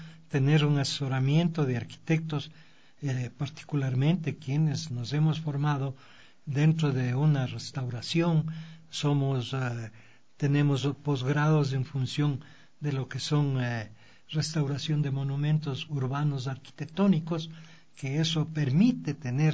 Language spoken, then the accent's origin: Spanish; Quito, Pichincha, Ecuador; yo como quiteño, como ecuatoriano, no puedo entrar a la compañía a fotografiar.